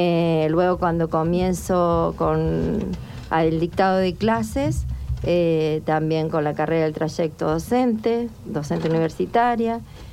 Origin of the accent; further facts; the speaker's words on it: Maisonave, La Pampa, Argentina; born there; also born or lived in Realicó; Bueno, yo nací en un pueblito muy pequeño de La Pampa, que se llama Maisonave, ¿sí? Luego, luego ya viví en Realicó, que es un pueblo más grande